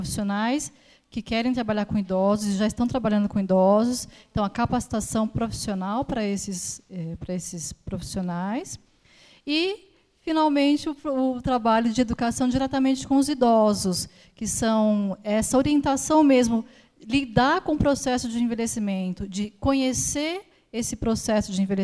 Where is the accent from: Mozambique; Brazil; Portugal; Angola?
Brazil; São Paulo; born there; now in Campinas, Brazil; eu sou de Campinas, Nasci aqui em São Paulo, mas moro lá já há 20 anos.